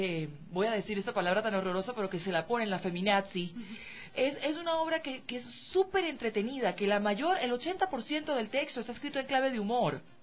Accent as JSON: {"language": "Spanish", "country": "Venezuela", "tie": "born or raised there", "said": "lo vi en Venezuela, lo vi en mi ciudad natal"}